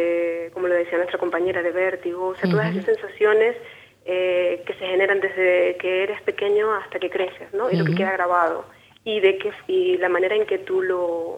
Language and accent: Spanish; Venezuela; De Venezuela.